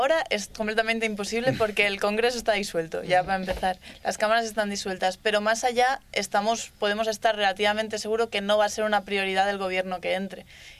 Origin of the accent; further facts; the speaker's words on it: Barcelona, Catalonia, Spain; Hombre, sí, yo soy de Barcelona, yo voy a estar ahí.